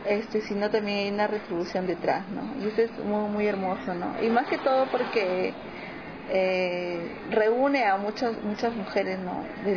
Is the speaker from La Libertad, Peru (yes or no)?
no; Lima, Peru; soy de Lima, autodenominada Huancaína, que es Huancayo, es una provincia del Perú, es la zona centro, la zona que yo siento que más productiva.